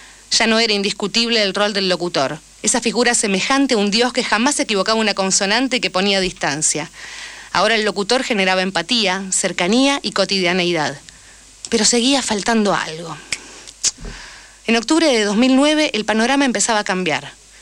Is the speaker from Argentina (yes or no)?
yes; Argentina; como también somos ciudadanos argentinos, nuestro problema no muere ahí